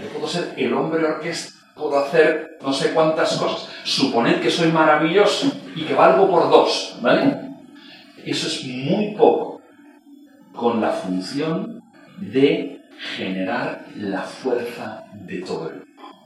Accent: Premià de Mar, Catalonia, Spain; Cuando yo paso por la autopista en Premia, mi pueblo queda debajo.

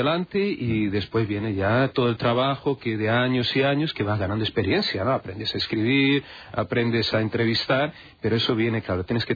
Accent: Brazil; Pero nacido y criado en Brasil. Sí. Sé que tengo, bueno, ascendencia en la región, en la zona de Jaén

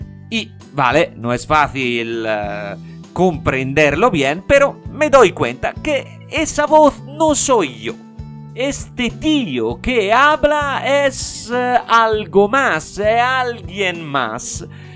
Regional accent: Italy; Spanish is a second language; el Italiano

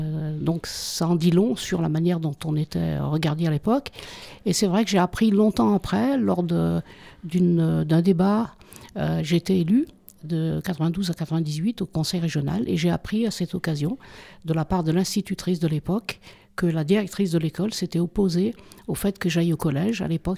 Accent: Saint-Étienne, Auvergne-Rhône-Alpes, France; born there; je suis née à Saint-Étienne et comme mes 8 frères et sœurs, mon père était mineur de fond.

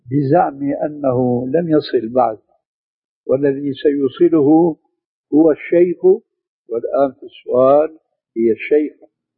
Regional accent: Syria; الشيخ المسلم ابن عربي والمدفون هناك عندنا في سوريا

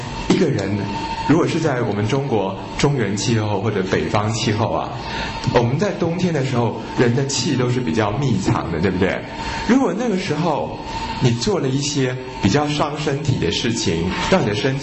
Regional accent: Taiwan; 我们台湾人哦，每天泡在这种90%、100%的湿度里面哦

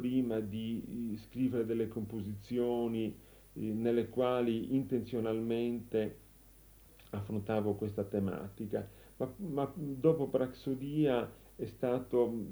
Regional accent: Nuoro, Sardinia, Italy; born there; Io sono nato a Nuoro e sino all'età di 12-13 anni non ho avuto occasione di sentire altra musica che non fosse la musica popolare della Sardegna.

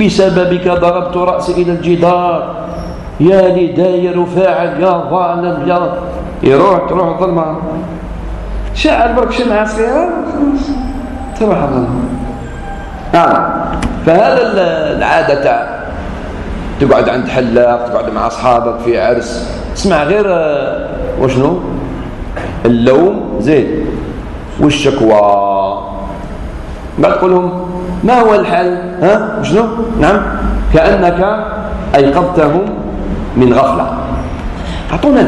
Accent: Algeria; نقولها سمحين أنا جزائري

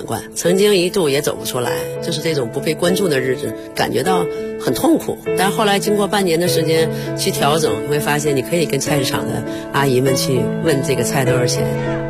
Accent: Fushun, Liaoning, China; born there; 在我31岁以前是乒乓球运动员，我是出生在辽宁抚顺市，7岁打球，15岁进国家队。

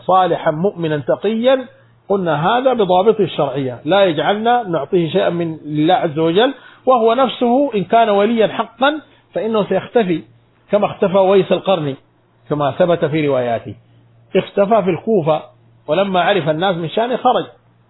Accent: Sudan; عندنا في السودان

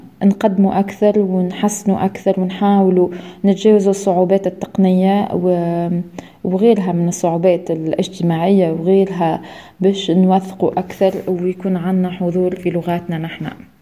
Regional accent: Tunisia; بالنسبة لي زادة كتونسية وكمتحدثة باللغة العربية

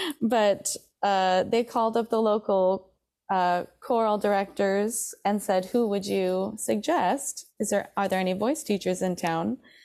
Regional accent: Traverse City, Michigan, United States; born or raised there

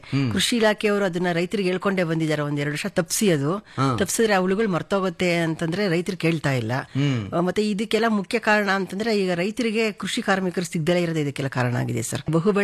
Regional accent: Channadevi Agrahara, Karnataka, India; ನಾವು ಸರ್ ಚನ್ನಾದೇವಿ ಅಗ್ರಹಾರ ಗ್ರಾಮ, ನಮ್ದು ಮದುರೆ ಹೋಬಳಿ ಬರುತ್ತೆ, ದೊಡ್ಡಬಳ್ಳಾಪುರ ತಾಲೂಕು, ಬೆಂಗಳೂರು ಗ್ರಾಮಾಂತರ ಜಿಲ್ಲೆ.

